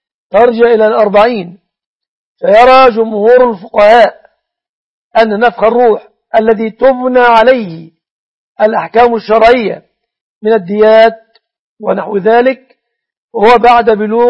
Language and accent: Arabic; Egypt; تقدير دية النصراني في بلادنا مصر بكم تعد من الجنيات